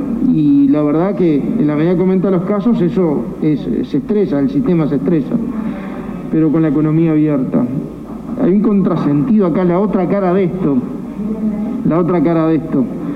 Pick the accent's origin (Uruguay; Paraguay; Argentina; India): Uruguay; Y preocupado como uruguayo, obviamente como gobernante, pero sobre todo como uruguayo.